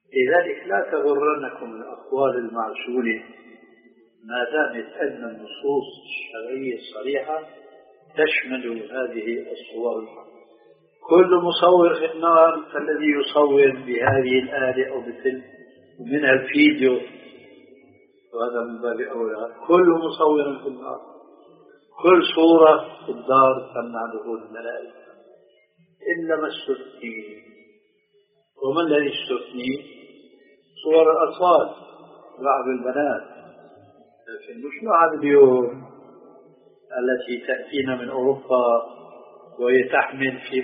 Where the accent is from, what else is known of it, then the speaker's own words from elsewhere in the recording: Damascus, Damascus Governorate, Syria; مرة صاحبني إنشاد دمشقي مثلي